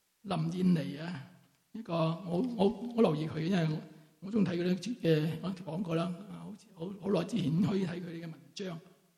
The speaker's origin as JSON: {"language": "Cantonese", "town": "Wong Tai Sin", "region": "Kowloon", "country": "Hong Kong", "tie": "born or raised there", "said": "因为我是在黄大仙出生，黄大仙成长，黄大仙庙后面就是我出世的地方"}